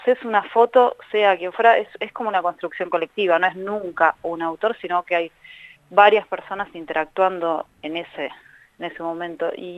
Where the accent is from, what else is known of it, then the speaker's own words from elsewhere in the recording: Carapachay, Buenos Aires Province, Argentina; de Carapachay.